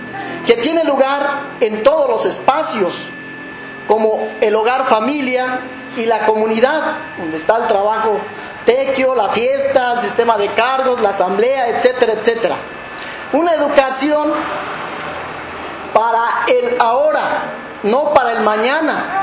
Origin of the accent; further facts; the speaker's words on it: Michoacán, Mexico; Soy nativo de una comunidad indígena de Michoacán, del pueblo purépecha. Lamentablemente ya no conocí la lengua purépecha, no la hablo, no la entiendo.